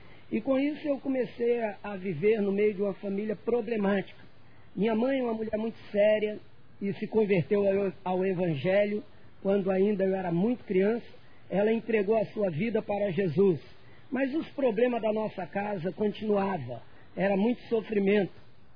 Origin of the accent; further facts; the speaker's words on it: Rio de Janeiro, Brazil; Eu sou natural do Rio de Janeiro … eu sou de uma família pobre lá do Rio de Janeiro, da Baixada Fluminense